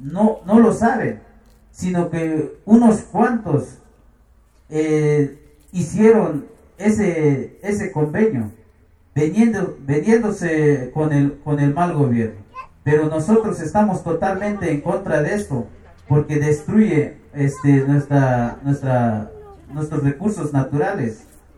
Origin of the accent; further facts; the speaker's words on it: San Sebastián Bachajón, Chiapas, Mexico; Spanish is a second language; Somos muy pocos de San Sebastián Bachajón que sabemos un poco el castellano.